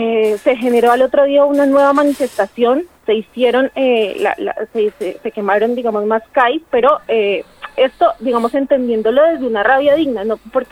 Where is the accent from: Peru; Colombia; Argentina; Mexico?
Colombia; moved away; asumirnos como migrantes porque salimos de Colombia, ¿no? Y bueno, salimos porque nos faltan un montón de derechos